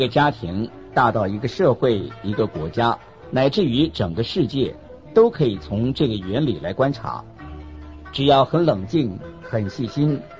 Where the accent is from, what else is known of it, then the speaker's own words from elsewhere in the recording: China; 我们中国人说舍得